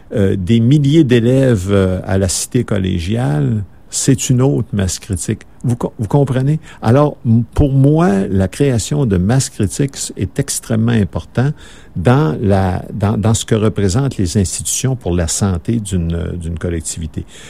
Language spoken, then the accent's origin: French; Saguenay, Quebec, Canada; Moi, je viens du Saguenay, comme je vous disais, puis chez nous, on est majoritaire chez nous. On est majoritaire au Saguenay, puis au Saguenay-Lac-Saint-Jean.